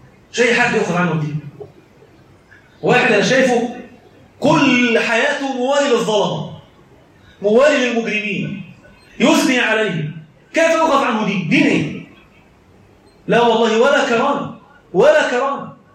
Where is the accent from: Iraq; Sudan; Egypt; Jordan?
Egypt; اما المعجنه اللي احنا بنعملها كمصريين مش موجوده في الدين خالص